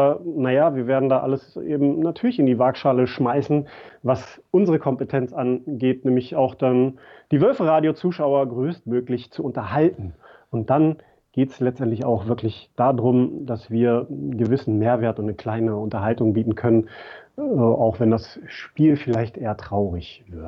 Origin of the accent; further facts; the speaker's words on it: Lower Saxony, Germany; ich bin halt groß geworden in der Teichbreite, Hochhauskind. Also im Schatten des Stadions, das es damals noch nicht gab, ne?